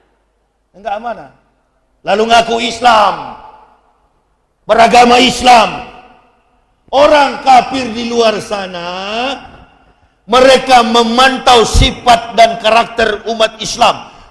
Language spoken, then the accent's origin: Indonesian; Manado, North Sulawesi, Indonesia; saya orang Sulawesi. Saya orang Manado